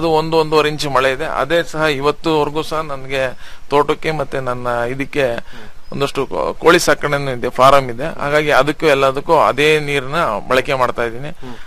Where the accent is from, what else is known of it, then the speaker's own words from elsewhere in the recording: Shribidre, Karnataka, India; ನಂದು ಶ್ರೀಬಿದ್ರೆ ಅಂತ ಹೇಳ್ಬಿಟ್ಟು, ಕಡೂರು ತಾಲೂಕು, ಸಕರೆಪಟ್ಟಣ ಹೋಬಳಿ.